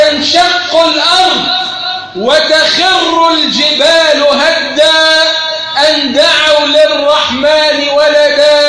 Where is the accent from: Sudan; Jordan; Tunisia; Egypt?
Egypt; اللهم اجعل بلدنا مصر أمن أمانا سخاء الرخاء